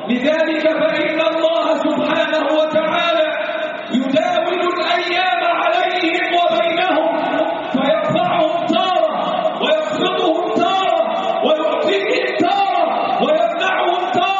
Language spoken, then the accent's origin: Arabic; Egypt; اللهم احفظ بلادنا مصر